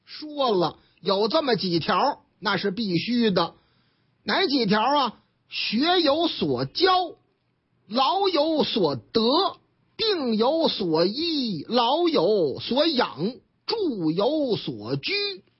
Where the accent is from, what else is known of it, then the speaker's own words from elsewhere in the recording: Tianjin, China; 我们老家天津卫的事儿嘛，